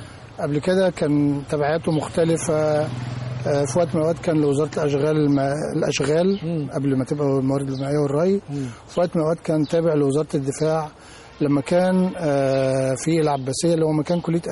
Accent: Egypt; born there; أنا بكل بساطة من مواليد الأهلية، الريف المصري العظيم اللي خرج عظماء كتير من مصر، تعليم حكومي عام. منذ تخرجت من جامعة المنصورة تخصص جيوفيزياء

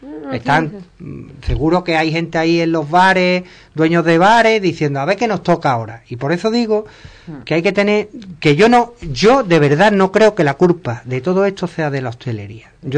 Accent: Ubrique, Andalusia, Spain; te voy a poner Ubrique porque es mi pueblo

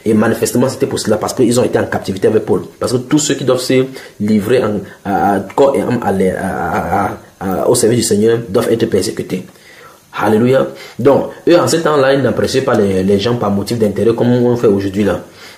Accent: Cameroon; puisque je suis Camerounais, prend le cas de mon président

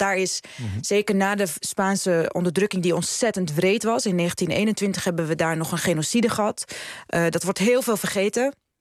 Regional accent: Morocco; ik ben niet Rifijns. Ik ben Tashlahit, zeggen we. En Nadia is toevallig dat ook. Wij komen uit het zuiden van Marokko.

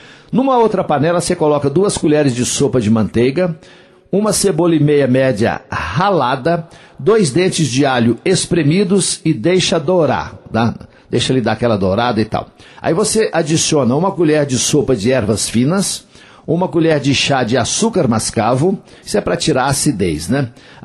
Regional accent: Coromandel, Minas Gerais, Brazil; lá na minha terra, lá em Coromandel

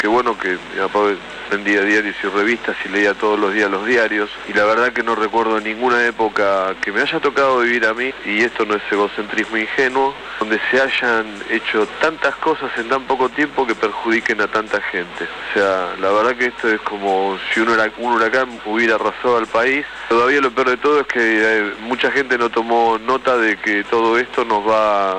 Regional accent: Buenos Aires, Argentina; de Caballito.

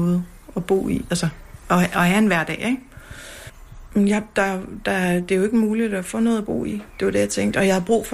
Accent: Copenhagen, Capital Region of Denmark, Denmark; hele mit netværk er inde i København. Jeg er københavner.

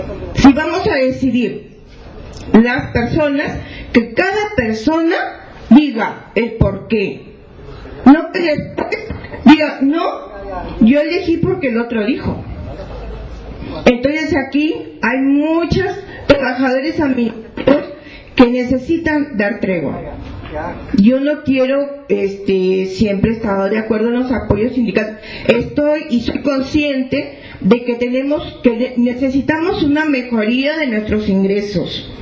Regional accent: Piura, Peru; porque yo soy una de las personas que vengo desde Piura con mis compañeros, entonces los de Piura nos perjudicamos desde un inicio

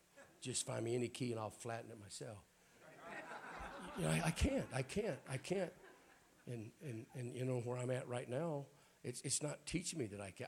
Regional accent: Alabama, United States; I'm from Alabama.

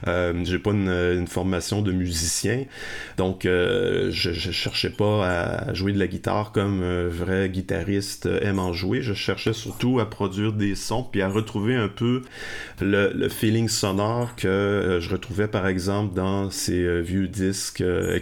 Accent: Lévis, Quebec, Canada; Mais j'ai grandi à Lévis.

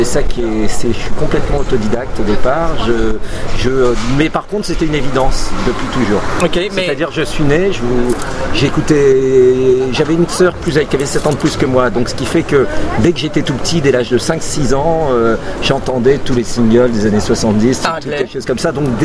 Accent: Paris, Île-de-France, France; Je suis pas né à Paris, mais je suis Parisien dans le, oui, dans le vécu depuis toujours. Quoi. Parisien du 11e.

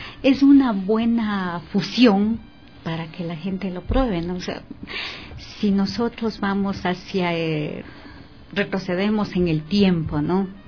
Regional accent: Ecuador; aquí estamos, o sea, somos ecuatorianos

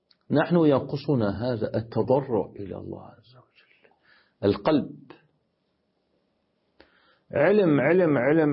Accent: Damascus, Damascus Governorate, Syria; عندنا في دمشق

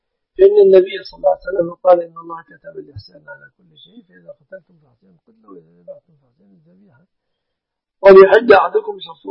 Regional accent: Egypt; بلادنا مصر الحمد لله بلد مسلمة

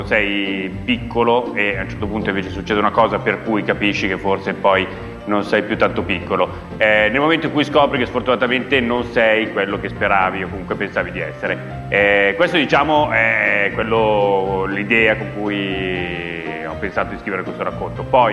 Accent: Milan, Lombardy, Italy; ho 35 anni, sono di Milano ma in realtà in questo momento sono a Roma per lavoro.

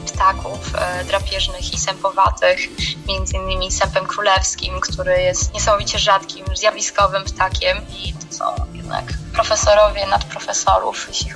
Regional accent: Masovian Voivodeship, Poland; bo wychowałam się, powiedzmy, sportowo u nas na Mazowszu, które nadal uwielbiam

